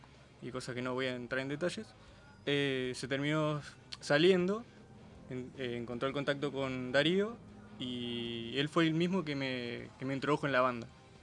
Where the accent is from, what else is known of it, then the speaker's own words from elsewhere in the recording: Mariano Acosta, Buenos Aires Province, Argentina; Yo vengo de Mariano Acosta, soy de Zona Oeste